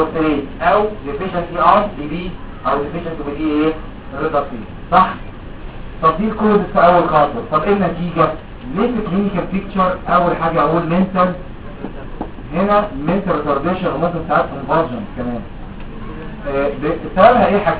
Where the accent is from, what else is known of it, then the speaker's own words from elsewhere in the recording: Egypt; في مكتب الصحه عندنا في مصر